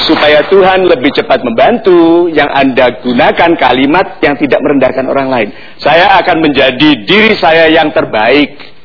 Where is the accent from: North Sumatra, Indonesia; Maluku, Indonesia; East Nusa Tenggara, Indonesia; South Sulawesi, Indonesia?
South Sulawesi, Indonesia; Rappang; born there; Oh ya, tempat saya lahir.